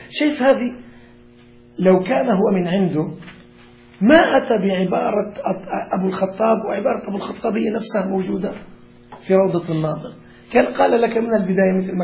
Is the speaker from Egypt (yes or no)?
no; Lebanon; والله كان واحد عندنا في لبنان كان فاسقا جدا